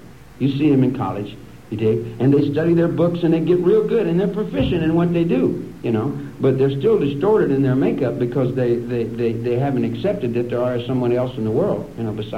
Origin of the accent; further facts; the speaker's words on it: Kentucky, United States; now in Wheeling, United States; I live in Wheeling, West Virginia. I'm from Kentucky. I'm a Kentucky boy.